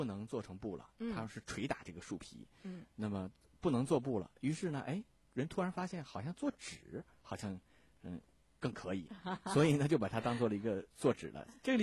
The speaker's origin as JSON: {"language": "Chinese", "country": "China", "said": "我们中国人很自豪的是我们是造纸术的故乡"}